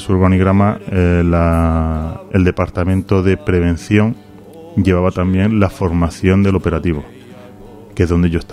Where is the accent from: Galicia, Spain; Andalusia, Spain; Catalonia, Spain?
Andalusia, Spain; Granada; No, yo soy de Andalucía, soy de Granada.